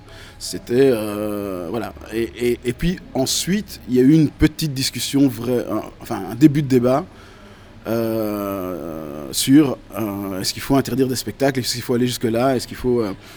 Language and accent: French; Brussels, Belgium; et y compris chez nous à Bruxelles, où d'ailleurs la dernière fois qu'il est venu, le maire de la ville